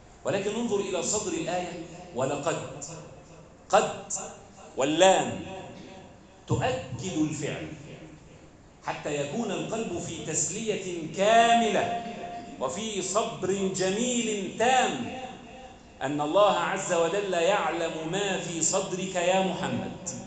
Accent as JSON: {"language": "Arabic", "country": "Egypt", "said": "اللهم ارفع عنا الغلاء والبلاء والمحن والوباء، واجعل بلدنا مصر أمناً أماناً سخاءً رخاءً"}